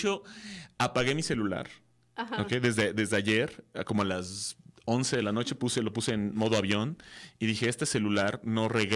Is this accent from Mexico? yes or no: yes; Mexico; Y como buen mexicano, me colé a la sala 14.